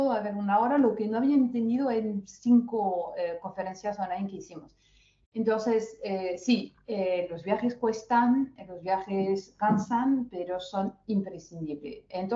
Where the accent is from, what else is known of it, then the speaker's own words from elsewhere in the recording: France; Spanish is a second language; ¿No lo voy a ser yo que soy francesa?